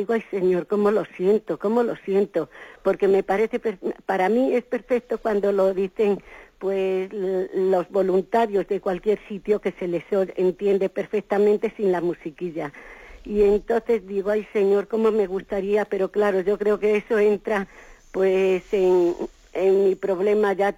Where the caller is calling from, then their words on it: Madrid, Community of Madrid, Spain; Buenos días … de Madrid.